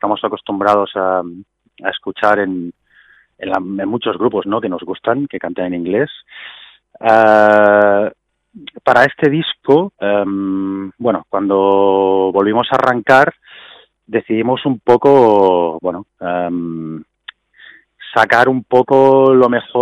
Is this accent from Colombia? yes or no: no; Spain; first language Catalan; lo podía hacer utilizando mi lengua madre, ¿no? Yo pienso en catalán y me gusta escribir